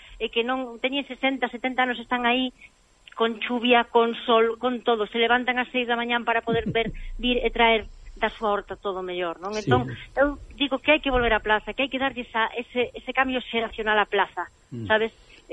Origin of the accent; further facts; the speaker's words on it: Galicia, Spain; Para min, o maior orgullo que teño como cociñeira, como galega